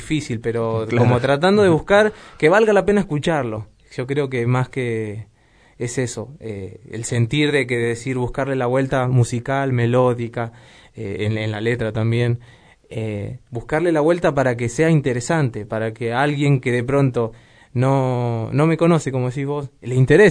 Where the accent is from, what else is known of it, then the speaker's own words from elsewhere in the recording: Moreno, Buenos Aires Province, Argentina; born there; yo nací acá, en Moreno